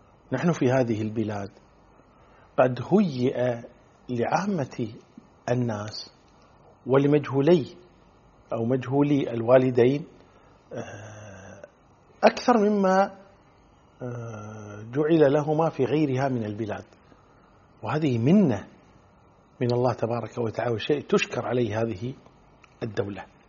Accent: Kuwait; خاصة عندنا في الكويت في قضية السؤال دائما شو اسمك

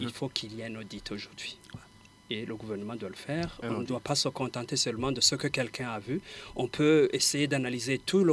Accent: Burundi; Et nous, tous, en tant que Burundais, qu'est-ce que nous devons faire pour essayer de soutenir pour que ça aille mieux?

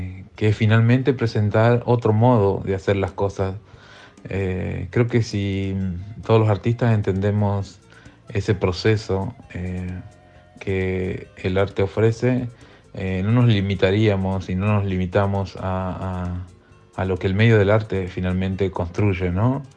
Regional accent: Tucumán, Argentina; soy artista visual de Tucumán. Soy escultor, es como donde mejor me desempeño. y actualmente me encuentro en Lisboa

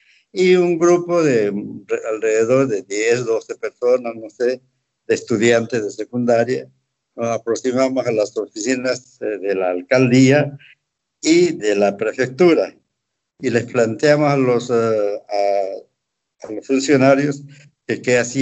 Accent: Tarija, Bolivia; born there; trasladaron a Tarija. Ahí se formó la familia. Todos los hijos nacimos en Tarija

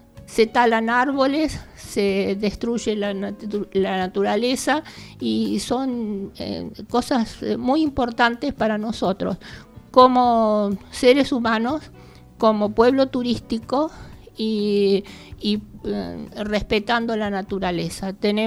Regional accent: Capilla del Monte, Córdoba, Argentina; born there; casi todos somos nacidos aquí en Capilla del Monte

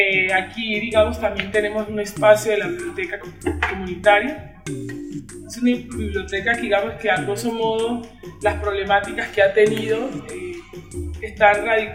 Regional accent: Tumaco, Nariño, Colombia; soy de Tumaco, Nariño, y hoy nos encontramos aquí

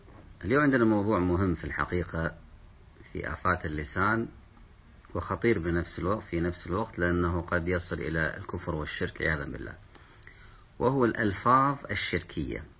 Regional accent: Kuwait; أو عندنا في الكويت ذمتك، هذه مشهورة، بذمتك

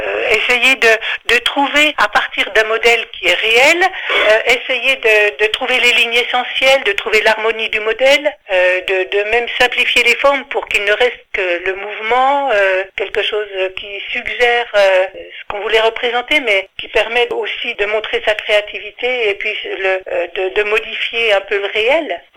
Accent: Ronchamp, Bourgogne-Franche-Comté, France; born there; j'habite à Chalon-Villard, je suis née à Ronchamp

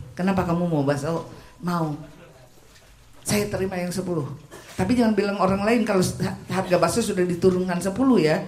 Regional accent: Australia; Indonesian is a second language; saya ini orang asing. Saya ini paspornya biru. Saya orang Australia, tapi wajah Indo.

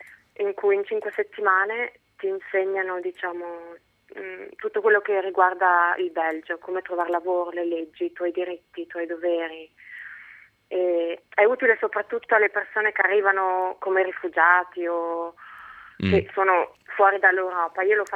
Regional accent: Switzerland; also born or lived in Genoa; now in Antwerp, Belgium; Io sono svizzera

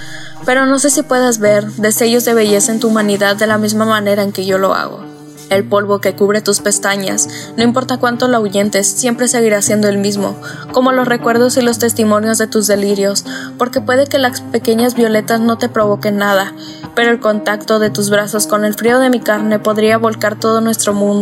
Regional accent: Navojoa, Sonora, Mexico; also born or lived in Agua Prieta; now in Hermosillo, Mexico; en esta tercera edición del foro me invitaron a participar. Soy originaria de Navojoa, aunque al momento de escribir este poemario residía en Agua Prieta y actualmente estoy estudiando la carrera de licenciatura en literaturas hispánicas en la ciudad de Hermosillo

